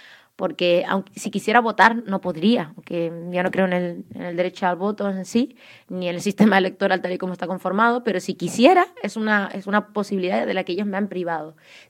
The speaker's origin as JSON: {"language": "Spanish", "region": "Canary Islands", "country": "Spain", "tie": "born or raised there", "accent": "Canarian", "said": "Podréis ver que por mi acento canario llevo toda mi vida aquí"}